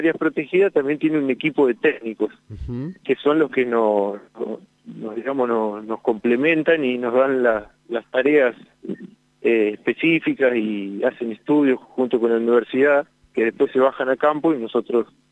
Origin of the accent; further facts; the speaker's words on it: General Acha, La Pampa, Argentina; En realidad soy oriundo de General Hacha.